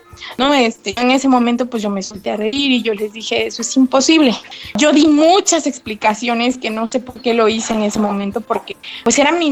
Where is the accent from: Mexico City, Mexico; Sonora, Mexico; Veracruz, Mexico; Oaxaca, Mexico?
Oaxaca, Mexico; San Ildefonso Villa Alta; soy del municipio de San Ildefonso Villalta.